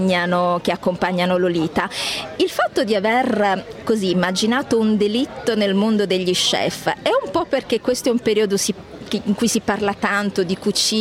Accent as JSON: {"language": "Italian", "town": "Bari", "region": "Apulia", "country": "Italy", "tie": "born or raised there", "said": "pur essendo nata e cresciuta a Bari"}